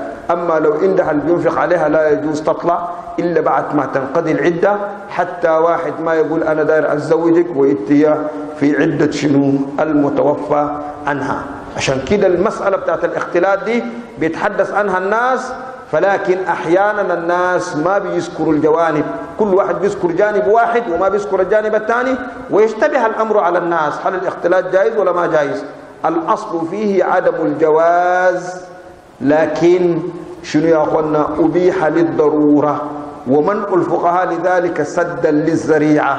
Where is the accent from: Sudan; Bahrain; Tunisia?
Sudan; عندنا في السودان ما في حتة لقينا أن الرجال بيقعدوا مع النساء سوا